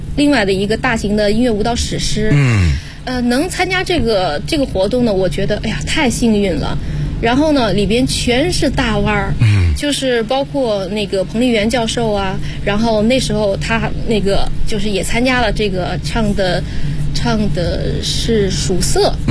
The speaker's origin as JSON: {"language": "Chinese", "region": "Henan", "country": "China", "said": "我是河南人"}